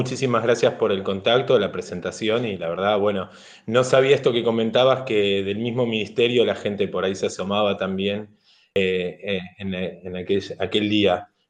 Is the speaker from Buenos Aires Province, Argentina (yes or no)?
yes; Longchamps, Buenos Aires Province, Argentina; yo primero que soy de un barrio del conurbano, me crié en Longchamps